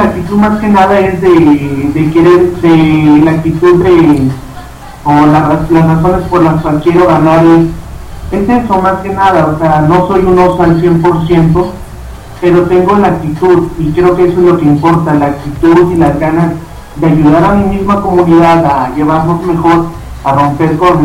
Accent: Tampico, Tamaulipas, Mexico; now in Mexico City, Mexico; fueron las amistades que yo he hecho aquí en la Ciudad de México. Yo soy de Tampico, Tamaulipas.

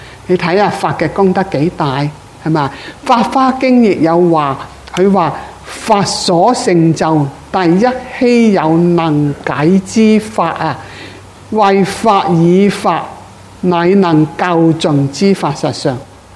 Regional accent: China; 但係我哋中國人好似你

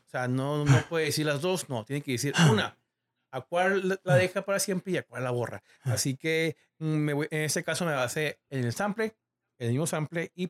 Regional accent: Los Angeles, California, United States; pero soy de Los Ángeles

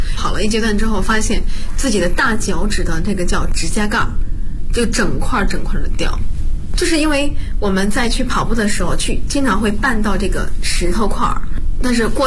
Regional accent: Bozhou, Anhui, China; 我是华佗五禽戏第59代传承人，我来自安徽亳州。

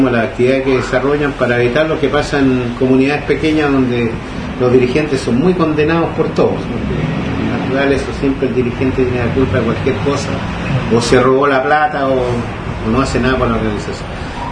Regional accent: Quilpué, Valparaíso, Chile; yo vengo de Coyihuay, que es un sector rural de la comuna de Quilpué, que está a unos 60 kilómetros de Quilpué, donde la labor fundamental es agroturística

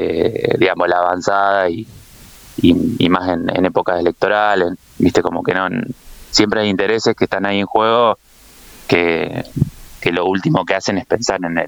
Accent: Junín, Buenos Aires Province, Argentina; now in La Plata, Argentina; Yo soy de Junín, nací en Junín, provincia de Buenos Aires, y vivo en La Plata hace 12 años

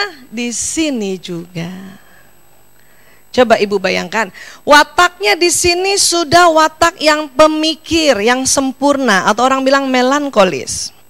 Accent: Medan, North Sumatra, Indonesia; Tapi saya lahir di Medan, besar di Medan.

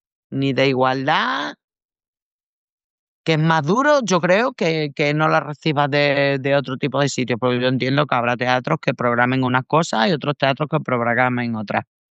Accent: Almendralejo, Extremadura, Spain; Villafranca de los Barros, que es un pueblito de aquí de Extremadura cerca de mi pueblo, de Almendralejo

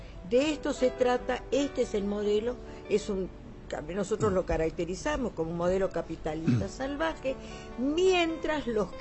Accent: Añatuya, Santiago del Estero, Argentina; yo vengo del Chaco santiagueño, yo soy de Añatuya, y viví de niña el efecto de la deforestación, la falta de agua, las sequías, las langostas, viví todo eso.

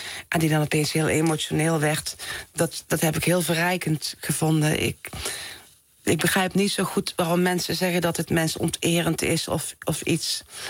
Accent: Someren, North Brabant, Netherlands; in het Brabantse dorp Someren... waar ik opgroeide.

